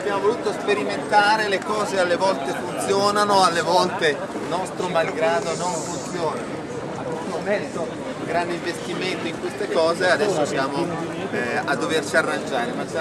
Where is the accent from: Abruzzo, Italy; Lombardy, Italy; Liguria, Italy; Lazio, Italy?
Lombardy, Italy; Como; io sono Comasco